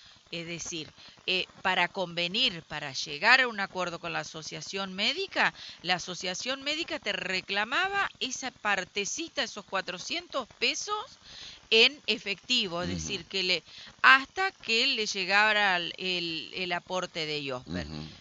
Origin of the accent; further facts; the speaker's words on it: Diamante, Entre Ríos, Argentina; Si me permiten cortito, yo soy de Diamante